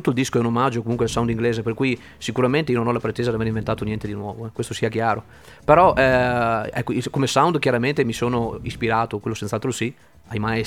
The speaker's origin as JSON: {"language": "Italian", "town": "Lendinara", "region": "Veneto", "country": "Italy", "lives_now": "Verona, Italy", "said": "attualmente sto vicino a Verona, però per dire, ecco, sono di Rovigo, Lendinara, comunque della provincia di Rovigo"}